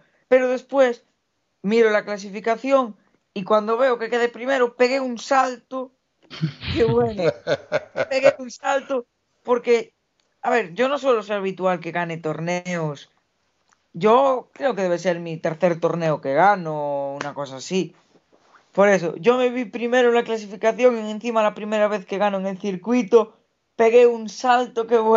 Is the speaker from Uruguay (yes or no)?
no; Vilagarcía de Arousa, Galicia, Spain; si gano soy su campeón, en Villa García, en mi tierra, no me puedo quejar.